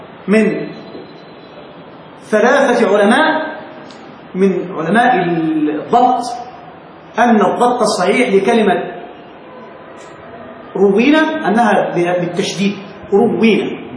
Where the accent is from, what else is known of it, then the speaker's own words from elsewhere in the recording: Egypt; احنا نستعملها كده واحنا مصريين